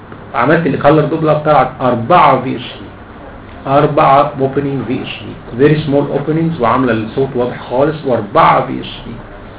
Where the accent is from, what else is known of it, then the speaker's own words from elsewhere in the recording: Egypt; ده السيستمز اللي ماشي عندنا في مصر في كل العالم في كل الجمهوريه